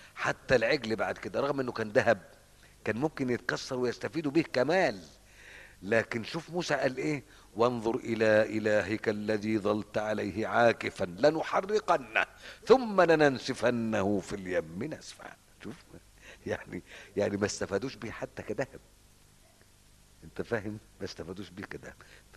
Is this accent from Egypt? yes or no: yes; Egypt; بتحصل الحاجات دي في الأرياف عندنا في مصر ساعات